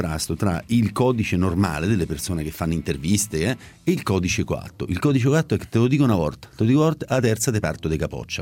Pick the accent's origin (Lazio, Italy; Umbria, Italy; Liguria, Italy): Lazio, Italy; Ostia; Ma io sono di Ostia, sono cresciuto a Ostia